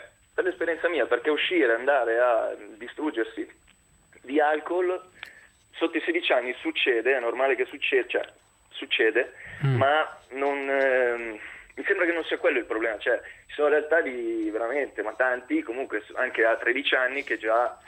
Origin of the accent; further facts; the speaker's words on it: Milan, Lombardy, Italy; io ho 20 anni, sono cresciuto a Milano dai 14 ai 19, sono sempre uscito